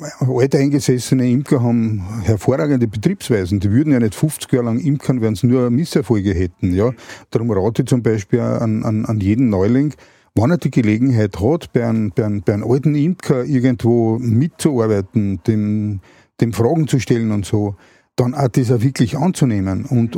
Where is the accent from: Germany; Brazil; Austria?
Austria; Vienna; Na, es war so, dass wir aufs Land gezogen sind. Also ich komme ursprünglich aus Wien.